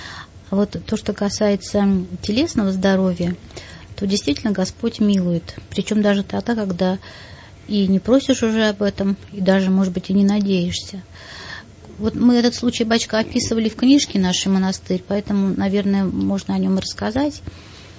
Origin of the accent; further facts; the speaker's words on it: Russia; Мы из России, наш самолет и самолет